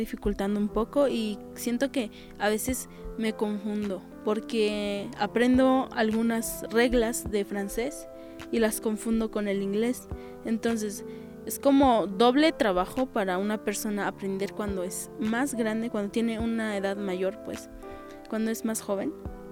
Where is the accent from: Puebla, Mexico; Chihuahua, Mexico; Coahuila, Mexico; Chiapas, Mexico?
Chiapas, Mexico; first language Tzotzil; Spanish is a second language; Mis papás, mis abuelos me enseñaron, me inculcaron desde que yo nací, pues, el tzotzil. Y pues sí, es mi lengua materna